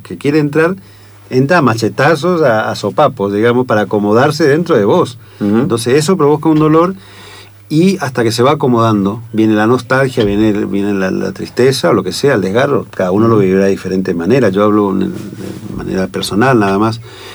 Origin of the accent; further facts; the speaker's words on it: Argentina; moved away; en mi caso particular, que me fui de Argentina porque quise, por un exilio, voluntario